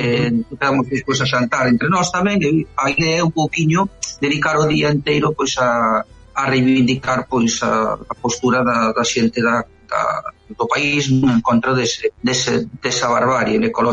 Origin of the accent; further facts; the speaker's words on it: Fisterra, Galicia, Spain; Xa se falaba anos tamén en Fisterra, que son de Fisterra, de facer ali un cementerio nuclear